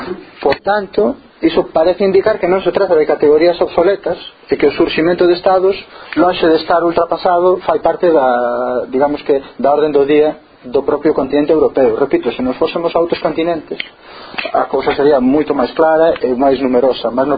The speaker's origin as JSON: {"language": "Galician", "region": "Galicia", "country": "Spain", "said": "É interesante dar unha vista de ollos para nós como galegos e galegas a eses casos"}